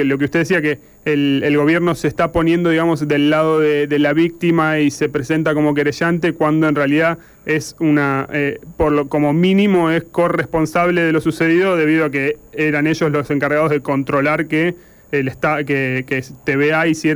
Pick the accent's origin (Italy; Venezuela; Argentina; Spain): Argentina; Buenos Aires; somos todos en las radios de Zona Oeste y somos todos de Zona Oeste